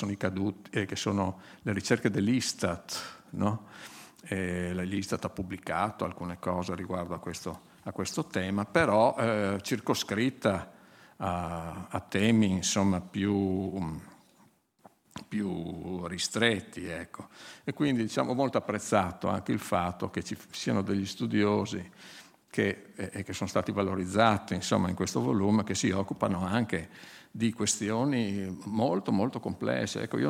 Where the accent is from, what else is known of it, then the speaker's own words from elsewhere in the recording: Friuli-Venezia Giulia, Italy; io sono friulano, faccio sempre i confronti col Friuli, e diciamo nel comune, dove, nel paese dove vivevo io